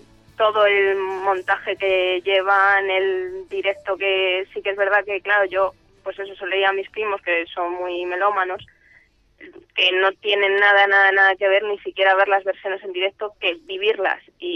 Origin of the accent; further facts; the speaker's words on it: Toledo, Castilla-La Mancha, Spain; de Toledo.